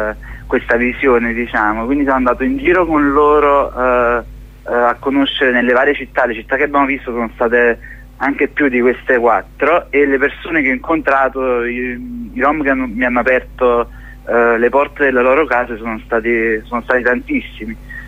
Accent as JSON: {"language": "Italian", "town": "Naples", "region": "Campania", "country": "Italy", "said": "io pure sono napoletano"}